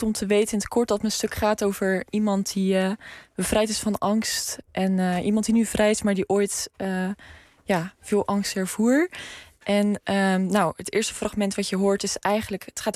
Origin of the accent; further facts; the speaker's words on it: Zeeland, Netherlands; omdat ik uit Zeeland kom.